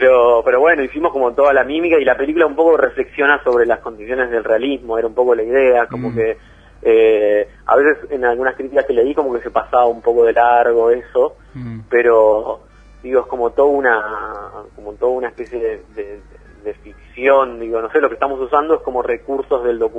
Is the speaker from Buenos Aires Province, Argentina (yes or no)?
yes; Lomas de Zamora, Buenos Aires Province, Argentina; yo soy de Lomas de Zamora, del conurbano